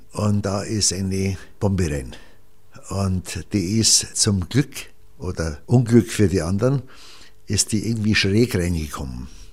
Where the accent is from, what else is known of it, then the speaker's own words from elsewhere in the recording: Hebertsfelden, Bavaria, Germany; also born or lived in Franconia; Und ich bin im Rottal aufgewachsen, ich bin in Franken aufgewachsen. Der Hauptwohnsitz war München, aber während der Kriegsereignisse hat man mich, also mein Vater hat mich meistens immer mitgenommen. Das war Hebertsfelden, liegt zwischen Pfarrkirchen und Eckenfelden